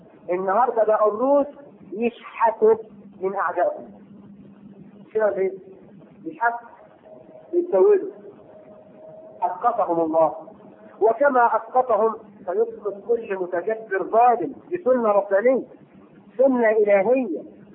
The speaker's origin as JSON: {"language": "Arabic", "country": "Egypt", "said": "وفي عندنا في مصر يسمي بنته دينا وديانا"}